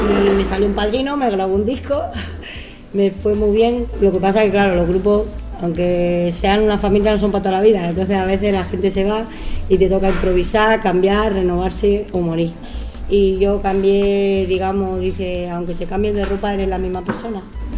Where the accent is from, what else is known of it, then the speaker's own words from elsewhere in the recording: Barcelona, Catalonia, Spain; nosotros venimos de Barcelona, yo soy de media andaluza toda, y vinimos aquí al valle pues, buscando trabajo como todo el mundo